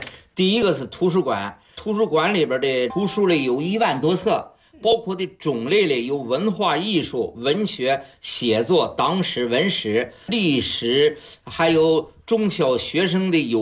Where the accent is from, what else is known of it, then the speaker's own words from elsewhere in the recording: Hebei, China; 在河北省武夷县沈坡镇花园村。